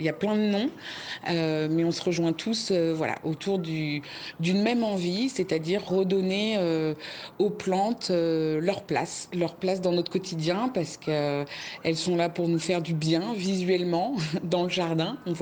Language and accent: French; Versailles, Île-de-France, France; now in Creuse, France; suis paysanne herboriste en Creuse, dans le centre de la France. Je suis une ancienne citadine puisque je suis née à Versailles, que j'ai grandi vraiment en ville.